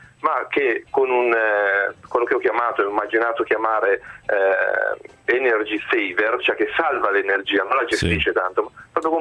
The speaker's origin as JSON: {"language": "Italian", "town": "Ghemme", "region": "Piedmont", "country": "Italy", "said": "Io sono piemontese, di una bellissima cittadina piccolissima, si chiama, sì, Gemme, dove fanno un buonissimo vino"}